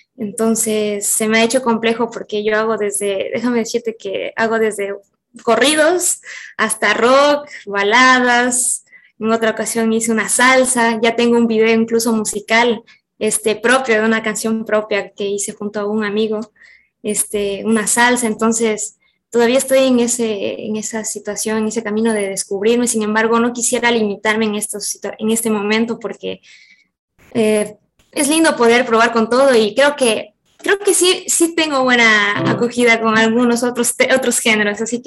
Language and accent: Spanish; Catamayo, Loja, Ecuador; yo vengo de Catamayo, gente cálida, alegre